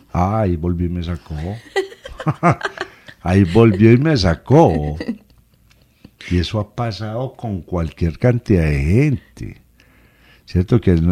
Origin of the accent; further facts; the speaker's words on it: Medellín, Antioquia, Colombia; Yo soy de Medellín, y me voy para allá